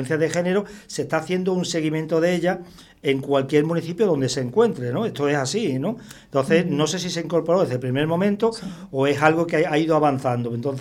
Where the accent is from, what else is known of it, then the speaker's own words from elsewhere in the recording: Extremadura, Spain; Yo, como sabes, soy extremeño y en Extremadura tenemos la euroregión